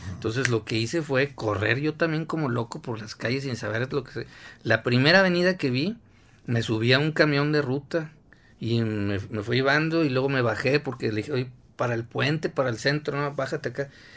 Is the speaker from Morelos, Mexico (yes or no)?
no; Monterrey, Nuevo León, Mexico; Y yo, pues soy de Monterrey.